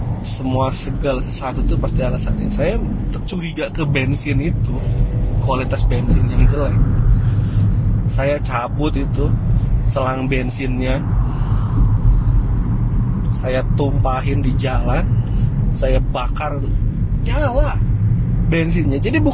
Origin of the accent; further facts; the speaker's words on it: Java, Indonesia; Cerita nanya asli mana, saya bilang asli Jawa mas.